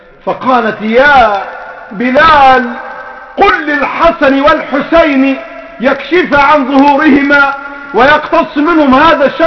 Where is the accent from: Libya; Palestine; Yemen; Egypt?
Egypt; يعني عندنا في مصر كده